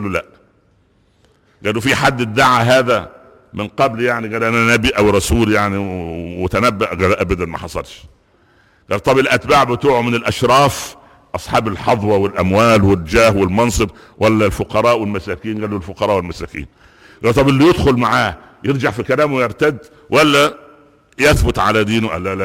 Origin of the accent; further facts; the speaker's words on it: Egypt; فانما هداياتنا جميعا كمصريين في ميزان